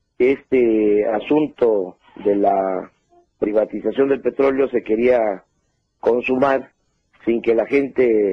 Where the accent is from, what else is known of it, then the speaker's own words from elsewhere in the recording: Mexico; Somos los mexicanos muy comunicativos.